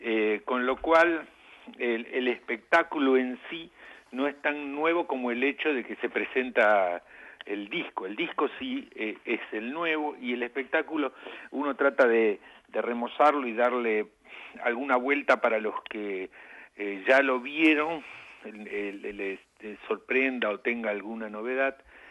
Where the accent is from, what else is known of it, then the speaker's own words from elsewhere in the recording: Argentina; Como buen argentino